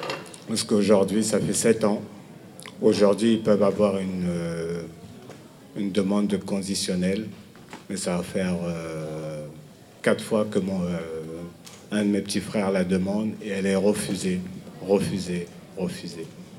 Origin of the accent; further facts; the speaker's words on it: Villiers-le-Bel, Île-de-France, France; Je viens de Villiers-le-Bel